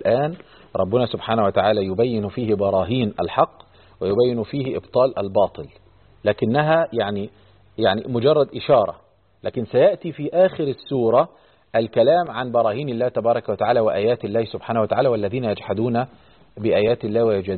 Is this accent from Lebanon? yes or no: no; Egypt; وتلاقي الطلاب كان عندنا في مصر